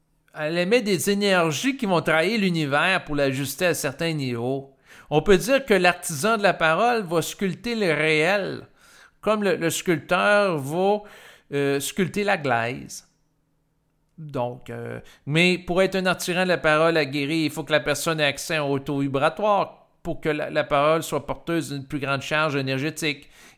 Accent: Quebec, Canada; puis je suis du Québec. Je ne suis pas au Congo présentement, je ne suis pas en Afghanistan.

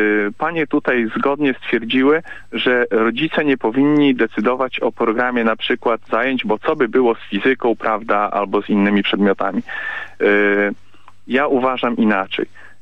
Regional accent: Białystok, Podlaskie Voivodeship, Poland; ja jestem z Białegostoku i wiadomo, jakie tutaj mamy nastroje, prawda.

